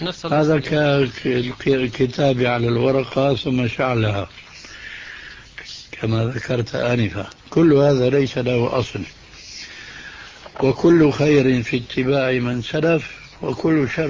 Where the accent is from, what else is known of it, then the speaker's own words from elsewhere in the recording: Damascus, Damascus Governorate, Syria; هذه كانت تستعمل عندنا في دمشق